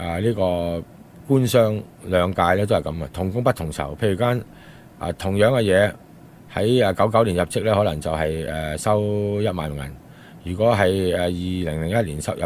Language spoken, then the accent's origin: Cantonese; Hong Kong; 即系如果你讲公道嚟讲咧，即系我哋香港人翻去做嘢就冇配额噶嘛。